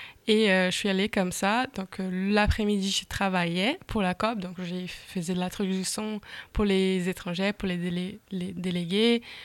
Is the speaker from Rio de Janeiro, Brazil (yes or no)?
no; Belém, Pará, Brazil; French is a second language; Je viens de Belém. C'est ma ville natale, je suis née, j'étais élevée, je fais mes études, donc je connais bien cette ville